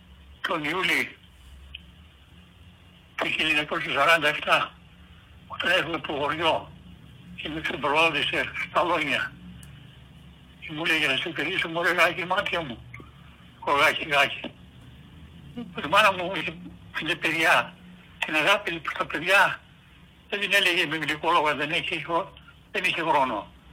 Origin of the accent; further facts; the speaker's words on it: Greece; moved away; πήγαινε στην Ελλάδα τακτικά, στο χωριό μου, δεν είχα άλλο τρόπο.